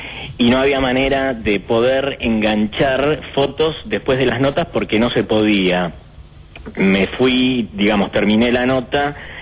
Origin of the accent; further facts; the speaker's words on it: Uruguay; now in Argentina; yo soy uruguayo, en el año 1976 llego a la Argentina, y ya de chiquito mi obsesión era el cine.